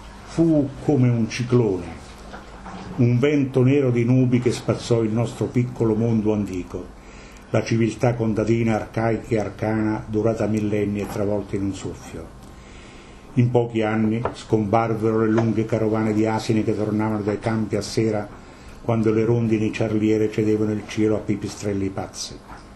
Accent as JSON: {"language": "Italian", "region": "Campania", "country": "Italy", "moved": "yes", "said": "io vengo dal Cilento, nel Cilento si vive 10 anni di più."}